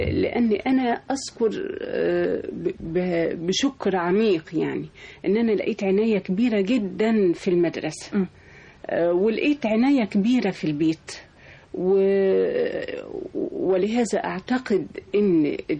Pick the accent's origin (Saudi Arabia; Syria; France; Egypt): Egypt; Maghagha, Minya Governorate; also born or lived in Cairo; في مغاغة.